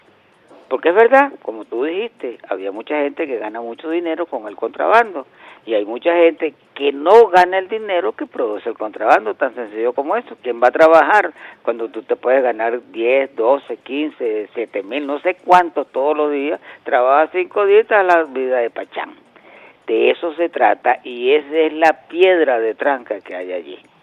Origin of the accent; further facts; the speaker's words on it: Venezuela; Eso esperamos nosotros como venezolanos, porque hay mucho dinero en la calle en este momento.